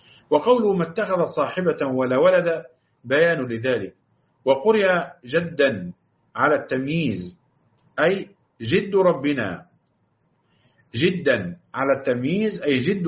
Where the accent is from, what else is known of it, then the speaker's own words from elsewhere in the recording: Upper Egypt, Egypt; لأنها عندنا في الصعيد نقول يا بخت فلان، أو ده بخت عظيم